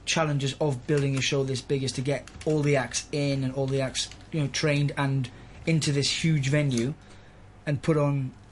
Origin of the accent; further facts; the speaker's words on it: England, United Kingdom; also born or lived in Gibraltar; I was born in Gibraltar, in Spain, and then I moved to England